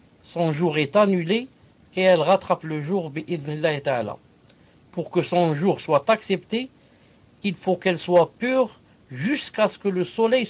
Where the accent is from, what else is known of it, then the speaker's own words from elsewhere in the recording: Algeria; il y a des gens, surtout chez nous en Algérie, par exemple